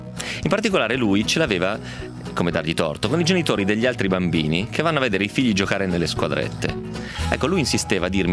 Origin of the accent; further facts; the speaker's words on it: Romentino, Piedmont, Italy; La verità era però che per pescare intorno a Romentino, intorno al mio paese, non si poteva fare altro che andare alla cava.